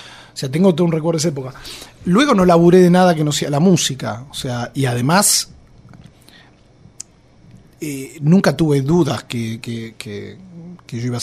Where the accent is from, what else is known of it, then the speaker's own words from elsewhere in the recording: Argentina; la desgracia de meterme con el tango y con lo dogmáticos que somos los argentinos